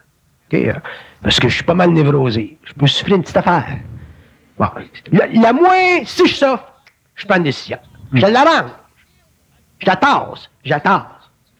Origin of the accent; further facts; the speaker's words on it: Montreal, Quebec, Canada; parce que je suis bonhomme de Montréal